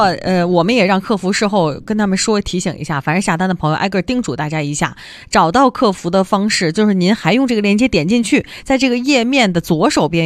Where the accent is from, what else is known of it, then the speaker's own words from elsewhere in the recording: Beijing, China; 酸梅汤其实是我们北京人比较习惯的消夏的饮品